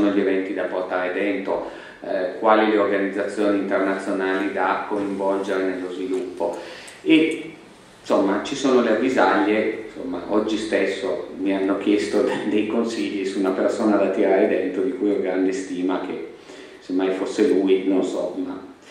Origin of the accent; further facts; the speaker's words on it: Turin, Piedmont, Italy; also born or lived in Milan; ma considero molto più la mia città di Torino. E sono venuto via da Torino